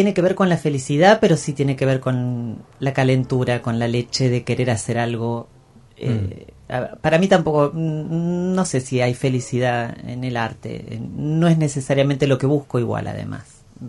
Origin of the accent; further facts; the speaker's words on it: Mina Clavero, Córdoba, Argentina; en mi pueblo, en Mina Clavero, sí, en toda la zona de Tras la Sierra